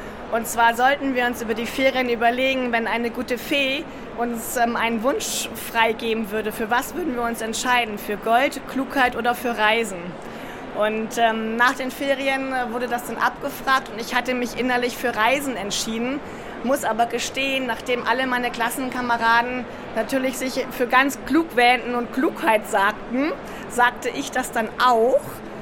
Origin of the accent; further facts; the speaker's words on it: Northern Germany, Germany; Wir sind im Norden Deutschlands groß geworden.